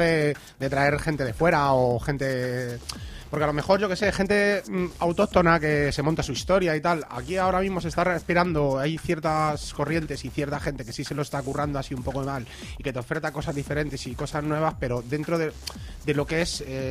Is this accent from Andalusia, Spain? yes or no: no; Madrid, Community of Madrid, Spain; nosotros somos de Madrid y entonces pues conocemos más el rollo Madrid que de Barcelona